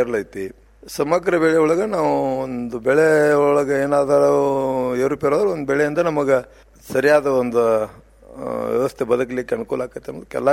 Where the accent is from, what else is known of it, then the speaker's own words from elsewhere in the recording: Rolle, Karnataka, India; now in Basavana Bagewadi, India; ನಾವು ಮೂಲತಃ ಬಾಲ್ಕೋಡ್ರ ಜಿಲ್ಲಾ ಬೀಳಿಗೆ ತಾಲೂಕು ರೊಳ್ಳೆ ಗ್ರಾಮದವರು.